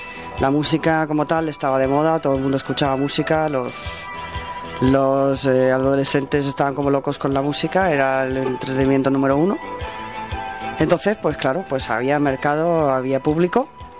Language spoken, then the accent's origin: Spanish; Germany; Pues conozco porque me crié en Alemania.